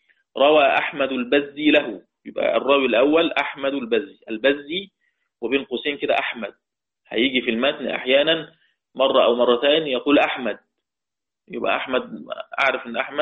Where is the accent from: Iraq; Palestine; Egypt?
Egypt; كحفص عندنا في مصر